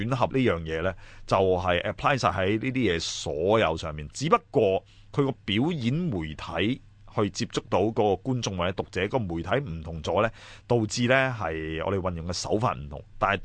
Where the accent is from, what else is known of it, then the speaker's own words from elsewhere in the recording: Hong Kong; 同時亦都喺恥笑緊一啲我哋香港人自己嘅生活，